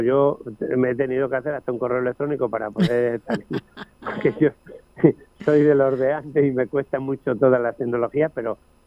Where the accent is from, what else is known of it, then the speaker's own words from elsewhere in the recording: Talavera de la Reina, Castilla-La Mancha, Spain; me siento muy talaverano, me gusta mi pueblo, me duele mucho. Y hay algunos que les molesta siempre lo de pueblo, que digo pueblo, pero es que es mi pueblo. Yo quiero a Talavera